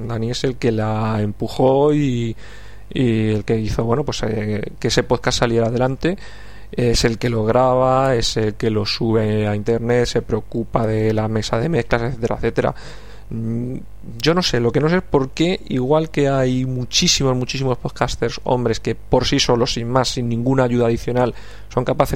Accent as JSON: {"language": "Spanish", "town": "Madrid", "region": "Community of Madrid", "country": "Spain", "said": "os estoy hablando desde Madrid, soy madrileño"}